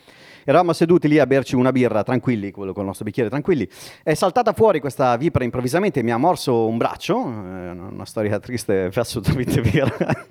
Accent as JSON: {"language": "Italian", "town": "Bologna", "region": "Emilia-Romagna", "country": "Italy", "tie": "born there", "said": "io sono nato a Bologna, quindi Andrea ha citato Bologna, io in effetti sono nato a Bologna."}